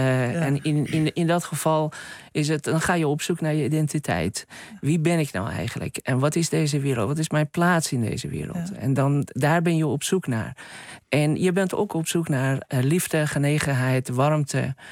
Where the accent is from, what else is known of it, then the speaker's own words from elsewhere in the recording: Karaj, Alborz, Iran; Hij was de officier van justitie van de stad, Karaj, waar ik ben geboren en getogen.